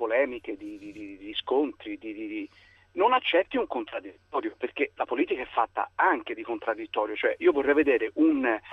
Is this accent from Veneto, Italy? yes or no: no; Florence, Tuscany, Italy; ne cito uno perché sono di Firenze